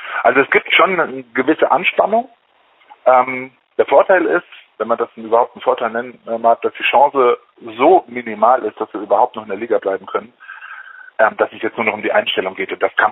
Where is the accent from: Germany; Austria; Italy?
Germany; Stuttgart, Baden-Württemberg; Als Stuttgarter würde ich den 8. Platz jetzt mal nehmen